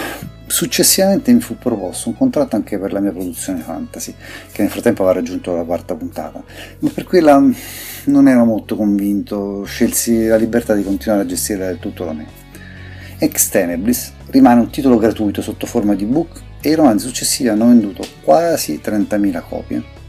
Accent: Rome, Lazio, Italy; born there; Sono nato a Roma nel 1967, in piena generazione X, diciamo

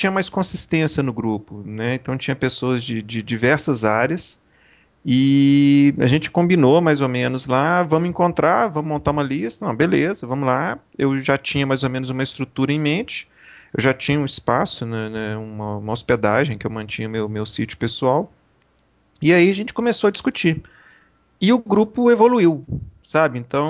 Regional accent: Brazil; sou aquela história, né, sou brasileiro, não desisto nunca, né, sou absurdo, na verdade, não desisto nunca.

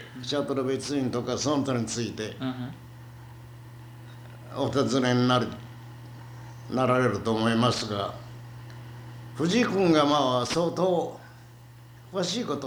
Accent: Kure, Hiroshima, Japan; ええ、広島の呉で

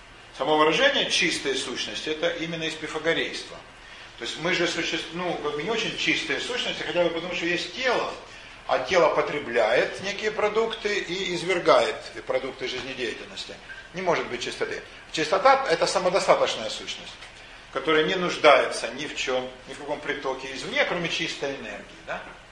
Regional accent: Ukraine; Меня окружали в детстве Оксаны, на Украине их было много.

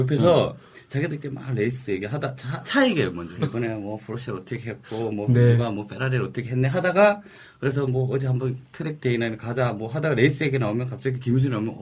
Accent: Gyeongsang, South Korea; 저도 사람이고 경상도 사람인데 욱할 때도 있고

